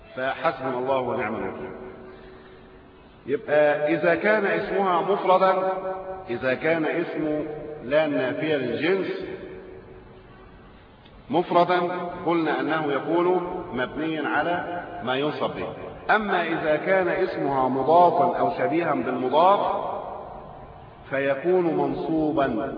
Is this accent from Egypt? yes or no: yes; Egypt; محتوى ثقافي فارغ حتى من الثوابت الموجودة لنا كمصريين.